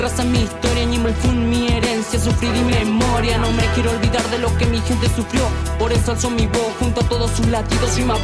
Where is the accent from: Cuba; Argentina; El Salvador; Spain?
Argentina; Chubut; Soy un chubutano, un guanaco